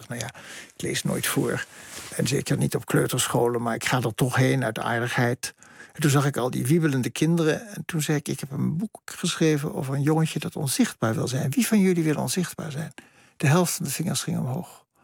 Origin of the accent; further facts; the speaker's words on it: Bergen aan Zee, North Holland, Netherlands; En als kind in Berg aan Zee sprak je een soort kalte kiep van Duits.